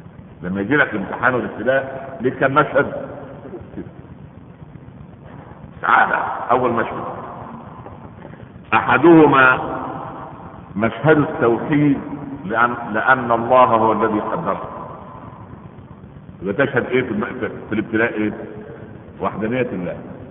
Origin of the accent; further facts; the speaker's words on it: Egypt; احنا عندنا في مصر كان لما التاجر يجد الحكايه من جايبه ثمنها